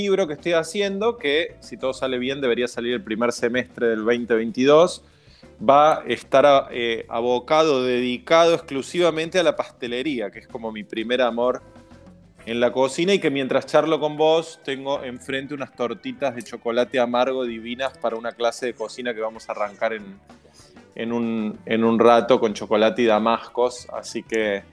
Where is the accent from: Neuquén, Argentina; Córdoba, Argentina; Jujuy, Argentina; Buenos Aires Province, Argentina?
Córdoba, Argentina; now in Buenos Aires, Argentina; El primero relacionado con las raíces en Córdoba, porque uh-huh. como mencionabas recién, soy cordobés. El segundo más que nada con la llegada a Buenos Aires